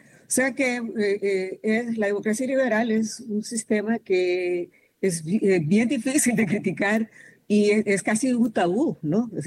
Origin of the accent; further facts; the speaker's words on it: Honduras; now in California, United States; yo soy hondureña, pero les hablo desde California.